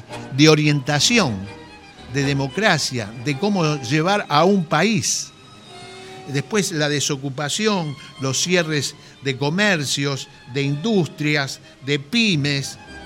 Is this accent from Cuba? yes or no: no; Argentina; decir somos argentinos